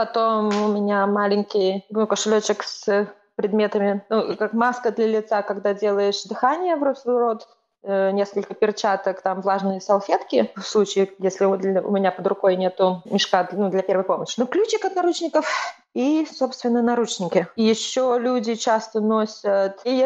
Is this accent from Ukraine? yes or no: no; Estonia; Я из Эстонии первоначально